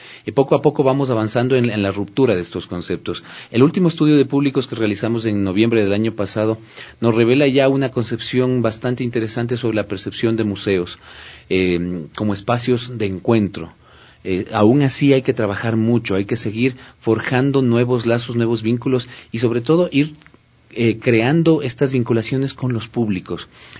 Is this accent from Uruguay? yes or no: no; Quito, Pichincha, Ecuador; esta riqueza de la que somos dueños los ecuatorianos y quiteños